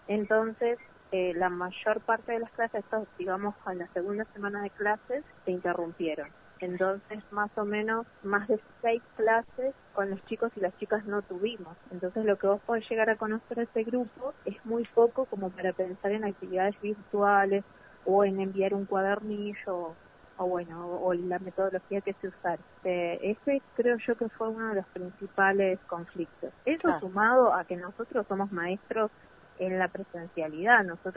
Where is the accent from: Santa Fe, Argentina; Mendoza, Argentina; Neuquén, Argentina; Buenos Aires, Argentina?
Neuquén, Argentina; Chos Malal; soy de Chosmalal.